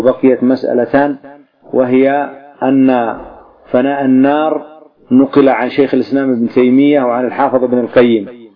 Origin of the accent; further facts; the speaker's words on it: Yemen; والمقبرة تسمى عندنا في اليمن إيش مجنة